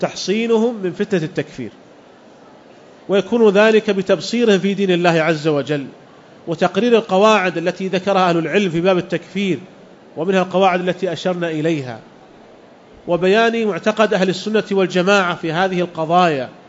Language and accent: Arabic; Saudi Arabia; وعندنا في المملكة العربية السعودية تجربة في هذا